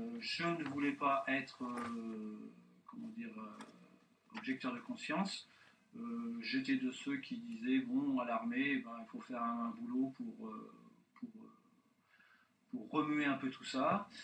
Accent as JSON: {"language": "French", "town": "Blois", "region": "Centre-Val de Loire", "country": "France", "tie": "born there", "said": "je suis né à Blois et j'ai débuté ma carrière professionnelle en Touraine, par des petits boulots au début et ensuite dans l'imprimerie. J'ai 55 ans."}